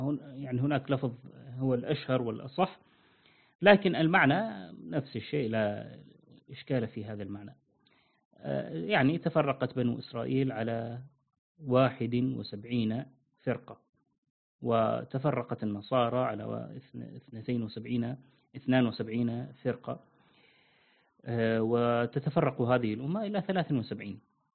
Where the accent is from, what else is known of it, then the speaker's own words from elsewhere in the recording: Syria; هذه كانت منتشرة عندنا في سوريا، لا أدري في باقي البلاد.